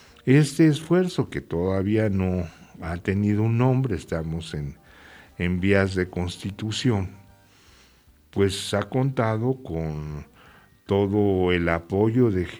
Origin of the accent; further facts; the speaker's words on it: Mexico; ¿qué nos queda a nosotros como mexicanos? Pues organizarnos.